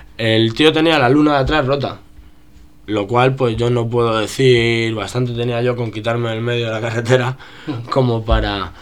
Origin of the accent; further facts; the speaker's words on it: Getafe, Community of Madrid, Spain; Yo soy de Getafe y con amigos de allí